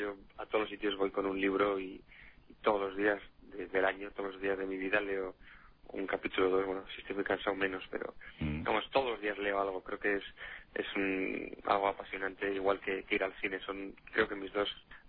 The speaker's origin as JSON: {"language": "Spanish", "town": "San Sebastián", "region": "Basque Country", "country": "Spain", "tie": "born or raised there", "also_born_or_lived": "Venezuela", "said": "y me considero un donostiarra completa."}